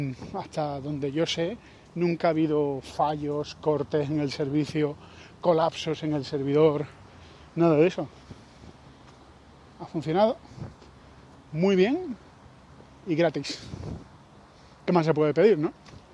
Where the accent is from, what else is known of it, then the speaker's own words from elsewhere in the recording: Spain; Somos conspiracionistas. Y somos españoles.